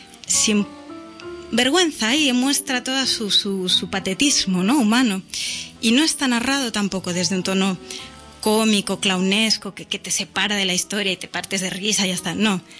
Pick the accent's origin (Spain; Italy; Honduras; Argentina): Spain; Barcelona, Catalonia; Pues yo vengo de No Barris y entonces pues allí era lo que había y punto